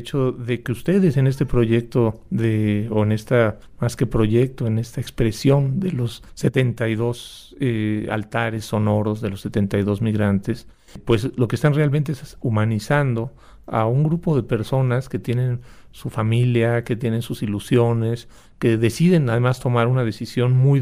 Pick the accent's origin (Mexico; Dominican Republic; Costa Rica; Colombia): Mexico; Entonces es muy paradójico que nosotros como mexicanos no seamos solidarios con gente que viene buscando un trabajo